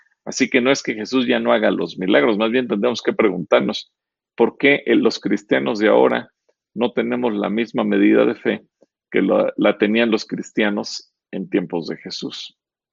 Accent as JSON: {"language": "Spanish", "country": "Mexico", "tie": "born there", "said": "¿Y cómo le dicen a los que nacimos en México?"}